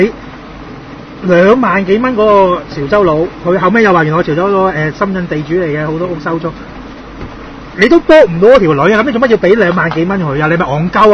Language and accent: Cantonese; Hong Kong; 咁、我哋香港人一定有上床啦